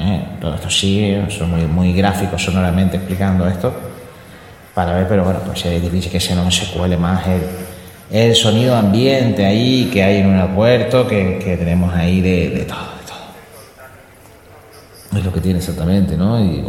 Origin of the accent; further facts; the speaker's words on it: Canary Islands, Spain; Somos canarios, estamos a temperatura de 13 grados